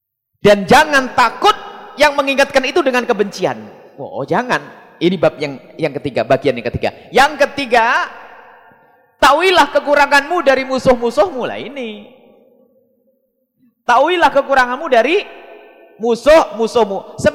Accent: East Java, Indonesia; Saya Jawa Timur. Jadi kalau ngomong Jawa Barat enggak enak di sini, Jawa Timur karena kami Jawa Timur. Cuman sekarang sudah jadi Jawa Barat, KTP-nya sudah resmi Jawa Barat.

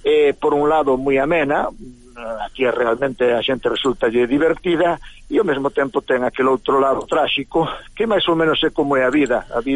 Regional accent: Vigo, Galicia, Spain; Bueno, e eu son vigués

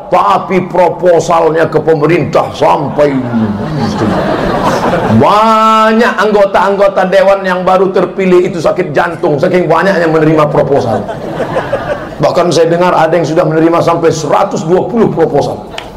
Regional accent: Indonesia; moved away; kampung halaman saya di Indonesia

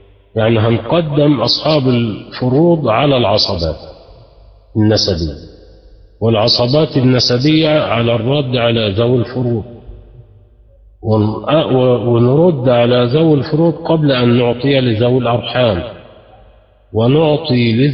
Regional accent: Egypt; اللي احنا بنسميه في عندنا في مصر نسيبنا

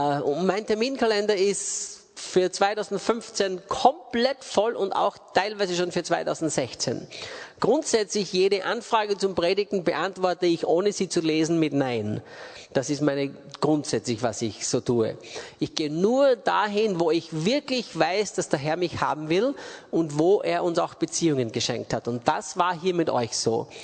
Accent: Austria; also born or lived in England; bin Österreicher, geboren und aufgewachsen in Österreich.

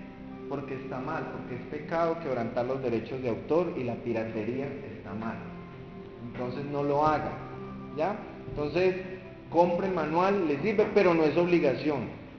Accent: Buga, Valle del Cauca, Colombia; born there; Nací en Bugavalle, en un hogar muy disfuncional.

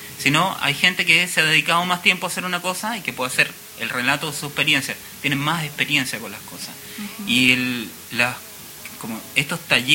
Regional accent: Chile; Yo que vengo de Chile, en Chile no existen las clínicas de arte.

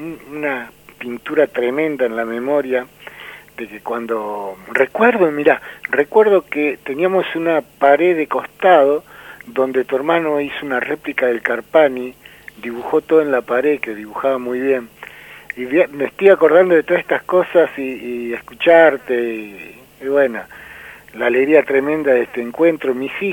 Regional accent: Lanús, Buenos Aires Province, Argentina; Nosotros militamos en Lanús, somos oriundos de Lanús, en Villa Jardín. Villa Jardín es un barrio que está al costado del Riachuelo y es un barrio de 22 manzanas donde somos muchos, éramos muchos los que vivíamos.

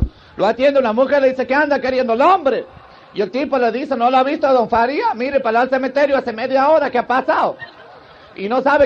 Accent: Santiago del Estero, Argentina; Yo también soy de Santiago, pero del Estero.

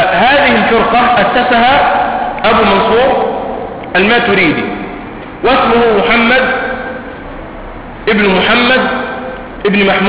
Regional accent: Egypt; عندنا في مصر

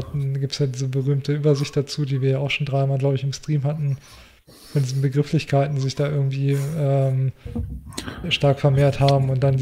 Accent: Germany; ich bin in der Großstadt aufgewachsen, mein ganzes Leben in der Großstadt gelebt

